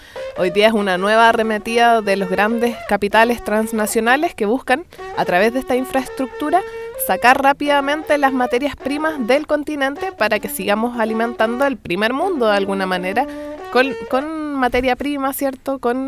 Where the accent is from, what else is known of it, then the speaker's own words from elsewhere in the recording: Chile; nosotros como pueblo chileno también, mestizo